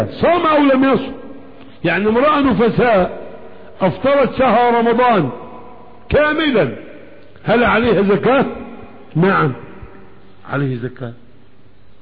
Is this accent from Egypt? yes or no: yes; Egypt; انما عندنا في مصر مكنة شغالة